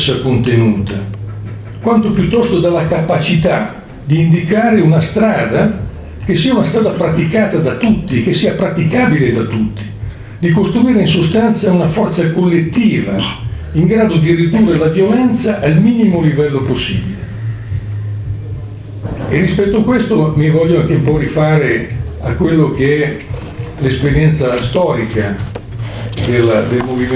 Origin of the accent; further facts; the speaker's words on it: Milan, Lombardy, Italy; Io vengo da Milano, quindi ovviamente ho un occhio specifico sulla situazione milanese e sulla situazione italiana nel suo complesso.